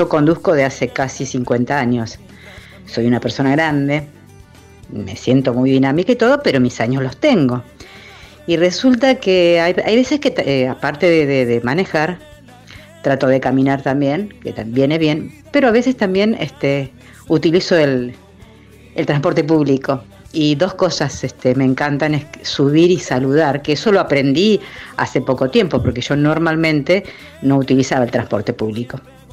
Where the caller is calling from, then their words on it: Mar del Plata, Buenos Aires Province, Argentina; de Mar del Plata, disfrutando por la ventana de un hermoso sol hoy